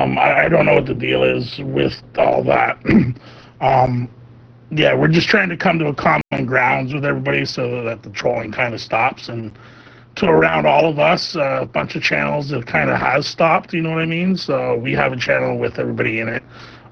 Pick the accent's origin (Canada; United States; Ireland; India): Canada; You know, being Canadian, we put maple syrup on everything, you know.